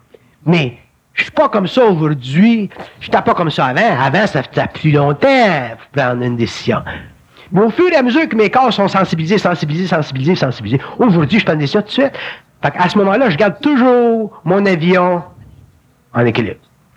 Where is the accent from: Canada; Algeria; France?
Canada; Montreal, Quebec; parce que je suis bonhomme de Montréal